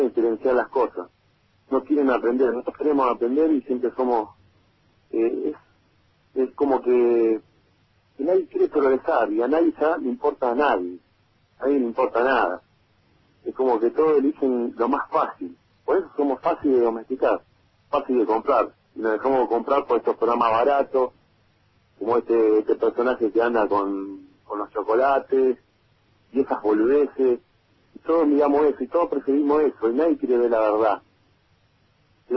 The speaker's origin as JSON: {"language": "Spanish", "country": "Argentina", "said": "el país somos nosotros, los argentinos."}